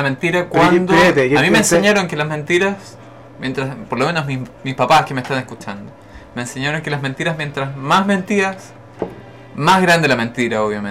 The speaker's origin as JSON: {"language": "Spanish", "country": "Chile", "said": "nuestra problemática como chilenos yo creo que tiene que ver con nuestro constante mestizaje"}